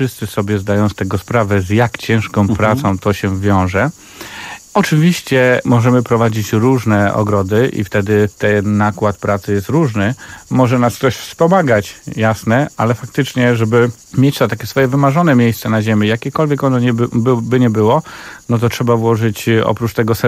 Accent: Kuyavian-Pomeranian Voivodeship, Poland; wychowałem się w malutkiej miejscowości na Kujawach, więc tam od dziecka, miejscowości otoczonej lasami

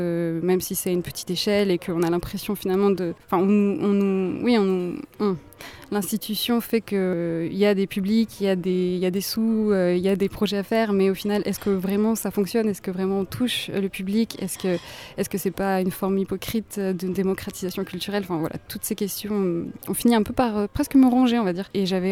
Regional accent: Bordeaux, Nouvelle-Aquitaine, France; je suis entrée dans ma 29e année il y a quelques mois. Mon parcours jusqu'à aujourd'hui, je suis née à Bordeaux, j'ai grandi entre la ville et avec un pied à la campagne dans le nord des Landes.

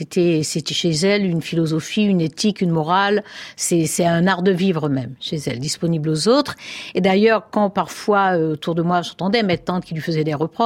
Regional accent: Cayenne, French Guiana, France; j'ai grandi à Cayenne jusqu'au baccalauréat

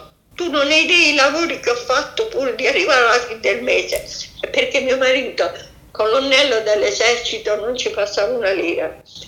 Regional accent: Bari, Apulia, Italy; Perché poi al mio paese, a Bari, io sono stata, mamma mia, massacrata.

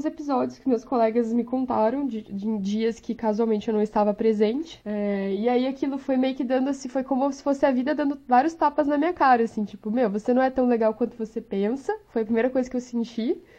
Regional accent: Porto Alegre, Rio Grande do Sul, Brazil; eu sou de Porto Alegre, então era inverno quando tiraram a foto

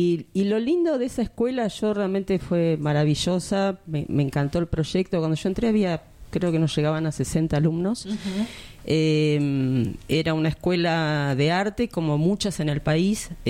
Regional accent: Buenos Aires, Argentina; now in Necochea, Argentina; originariamente somos de Buenos Aires, pero estamos viviendo cerca de Necochea, que nos morimos de frío mal.

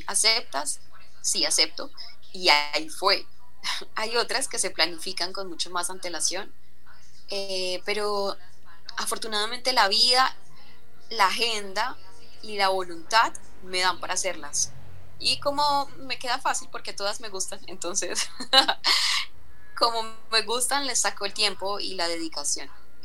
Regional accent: Zaragoza, Antioquia, Colombia; now in Medellín, Colombia; yo nací aquí en Medellín, hasta los 5 años viví aquí, luego me fui a un pueblo de Antioquia que es más hacia el norte, al nordeste, más hacia la parte costa, que se llama Zaragoza, y allá viví hasta los 19 años, y luego ya regresé a Medellín.

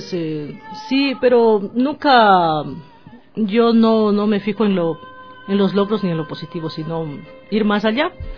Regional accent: Ecuador; me encanta, como ecuatoriana, disfruto al cantar nuestros temas.

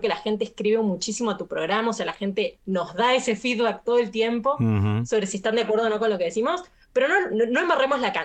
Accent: San Juan, Argentina; Yo soy sanjuanina

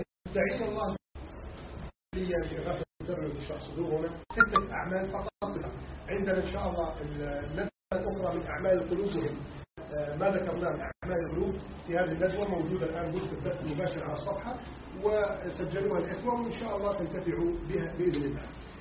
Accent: Egypt; اللهم احفظ بلدنا مصر من كيد الكائدين وعز الحاقدين وتربص الظالمين

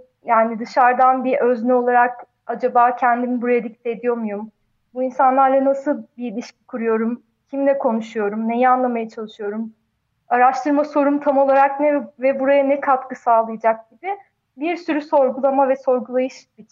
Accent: Çorum, Turkey; born there; now in Ankara, Turkey; benim doğduğum yer, ben işte Çorum'da doğdum. Sonra ben bir sürü şehirde yaşadım. Sonra Ankara'ya geldim.

